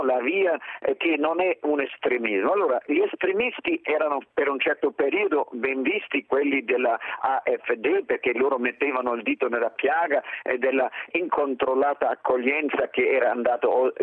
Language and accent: Italian; Northern Germany, Germany; Italian is a second language; now in Italy; I danesi, che sono miei parenti, sono più a nord di me, che sono del nord della Germania